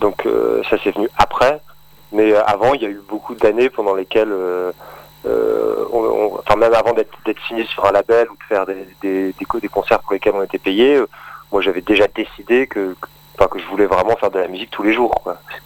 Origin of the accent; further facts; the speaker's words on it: Roubaix, Hauts-de-France, France; Moi, je viens de Roubaix, dans le Nord.